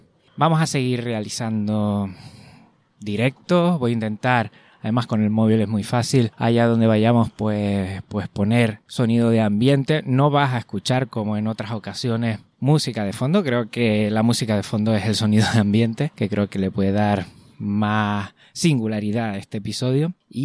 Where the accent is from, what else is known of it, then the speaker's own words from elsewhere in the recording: Canary Islands, Spain; yo que vengo de Canarias y que suelo tener frío